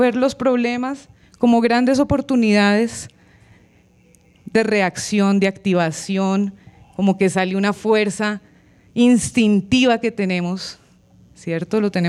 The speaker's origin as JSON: {"language": "Spanish", "town": "Choachí", "region": "Cundinamarca", "country": "Colombia", "said": "vengo desde Choachí"}